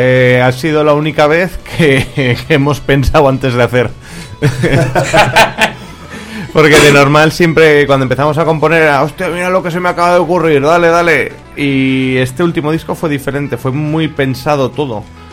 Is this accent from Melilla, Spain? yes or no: no; Teruel, Aragon, Spain; Sí, venimos nosotros de Teruel